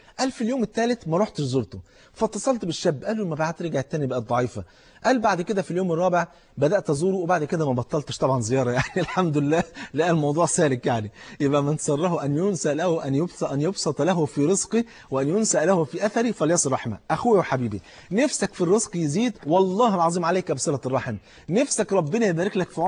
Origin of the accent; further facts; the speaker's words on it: Cairo, Cairo Governorate, Egypt; فاتح محل كبير في احدى المولات الكبيره عندنا في القاهره